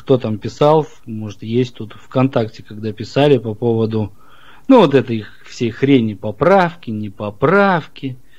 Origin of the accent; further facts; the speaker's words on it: Kazakhstan; moved away as an adult; also born or lived in Ukraine; now in Krasnodar, Russia; я родился в Казахстане, да, там, считай, 23 года прожил там. Потом я жил и в Украине жил, у меня бабушка с Украины. Вот. И потом переехал в Краснодар